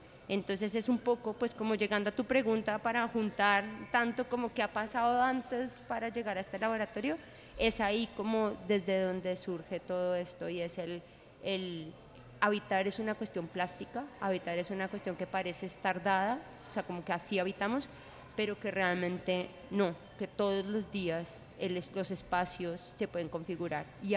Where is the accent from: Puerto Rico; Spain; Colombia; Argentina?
Colombia; pues somos colombianos y yo voy allá y hay empanadas